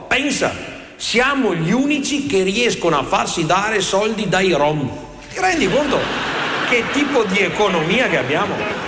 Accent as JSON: {"language": "Italian", "region": "Veneto", "country": "Italy", "said": "Io so bene cos'è la nebbia, perché vengo dal Polesine, nebbia è il prodotto interno lordo del Polesine."}